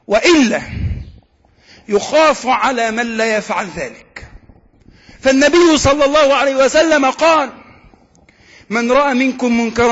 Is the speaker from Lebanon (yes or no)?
no; Egypt; اللهم اجعل بلدنا مصر آمنة مطمئنة